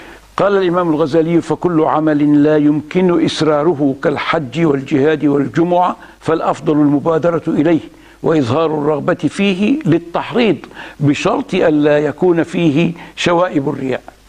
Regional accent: Alexandria, Alexandria Governorate, Egypt; ساد في وقت من الأوقات في بلدنا الإسكندرية

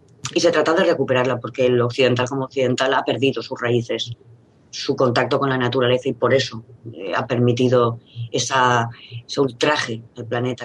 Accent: Spain; Perdona, somos muchos españoles que estamos en contra de los toros.

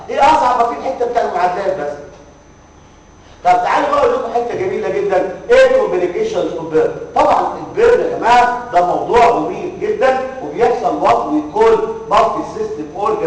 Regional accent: Egypt; على فكره عندنا في مصر

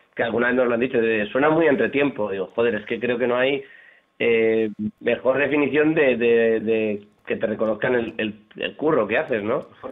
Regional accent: Madrid, Community of Madrid, Spain; vivimos al lado, somos de Carabanchel y compartimos grupo de amigos

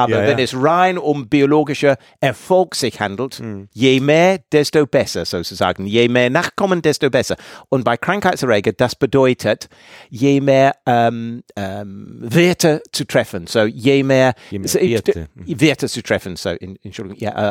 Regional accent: England, United Kingdom; German is a second language; Und ich komme aus England.

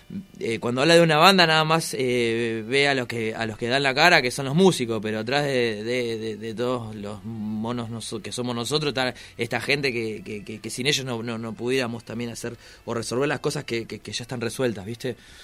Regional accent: Lomas de Zamora, Buenos Aires Province, Argentina; yo soy de Lomas

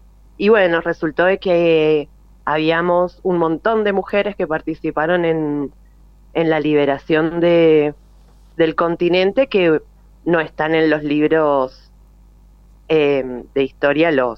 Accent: Mendoza, Argentina; como yo soy mendocina

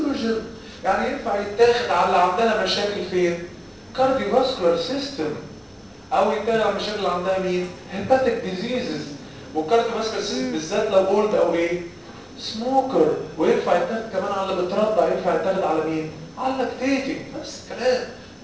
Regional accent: Egypt; احنا كمصريين بناكل وننكر وننسى.

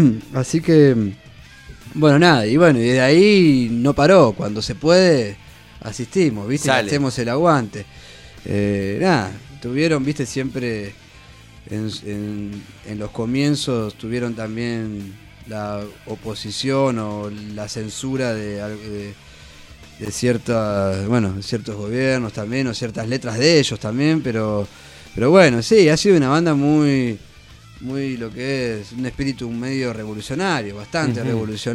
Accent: Viedma, Río Negro, Argentina; Sí, y bueno, soy de Viedma, Río Negro. Claro, Río Negro.

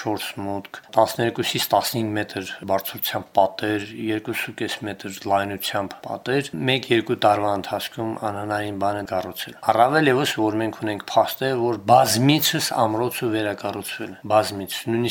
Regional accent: Shusha, Karabakh, Azerbaijan; երկրորդ պլան մղվել է պարզապես որպես շուշեցի

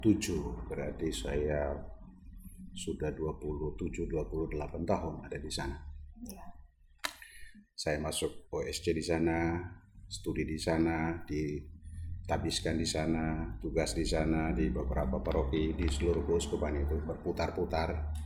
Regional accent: East Nusa Tenggara, Indonesia; now in Papua, Indonesia; Saya kelihatan memang seperti orang Papua, tetapi saya berdarah daging Flores, Flores Timur. Saya dari Keuskupan Larantuka

